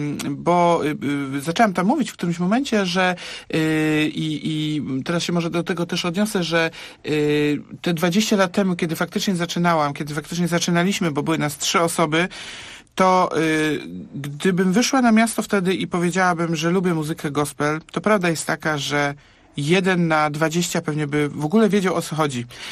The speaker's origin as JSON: {"language": "Polish", "town": "Poznań", "region": "Greater Poland Voivodeship", "country": "Poland", "tie": "born or raised there", "said": "bo jestem urodzoną poznanianką i całe życie, no gdzieś tam jeździłam, byłam w innych krajach kilka lat, ale urodziłam się i żyję i mieszkam w Poznaniu"}